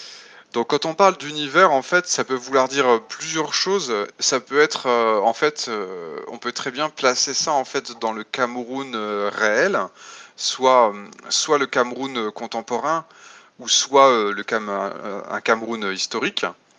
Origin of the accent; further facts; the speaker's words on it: France; moi je suis français et je suis auteur de jeux de rôle